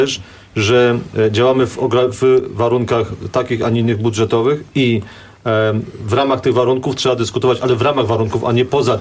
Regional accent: Kraków, Lesser Poland, Poland; Ja jestem z kolei krakowianinem

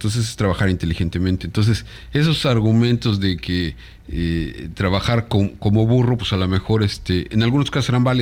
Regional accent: Mexico; Hay veces que sí, como buen mexicano, digo, ay, mañana veo cómo le hago, ¿no?

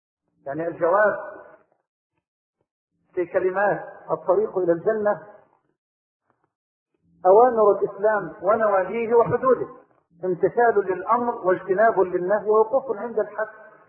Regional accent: Egypt; اللهم انا نسألك ان تجعل بلدنا مصر واحة للامن والامان

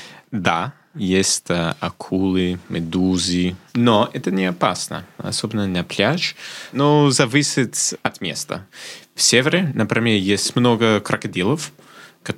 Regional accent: Melbourne, Victoria, Australia; Russian is a second language; moved away as an adult; now in Moscow, Russia; Я из Мелбурна, я родился в Мелбурне, который второй самый большой город в Австралии. И живу в Москве уже 2 года.

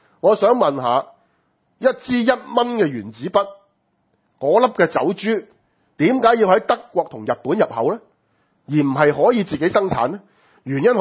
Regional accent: Hong Kong; 基本上我哋香港人所有用緊嘅軟件

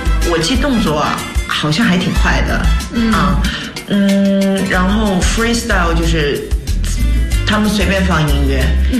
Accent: Huaihua, Hunan, China; 然后我是在老家，我老家是在湖南怀化。从那里开始的。

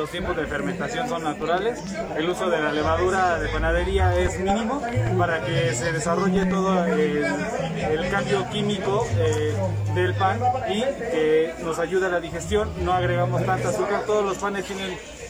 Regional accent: Amecameca, State of Mexico, Mexico; Sí, somos de aquí de Amecameca.

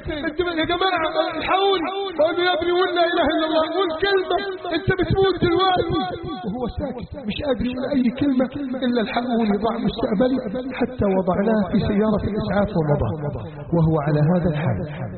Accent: Egypt; اللهم احفظ بلدنا مصر من كيد الكائدين

